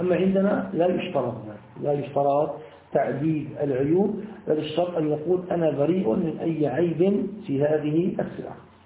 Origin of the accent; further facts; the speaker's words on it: Syria; عندنا في بلاد الشام في سوريا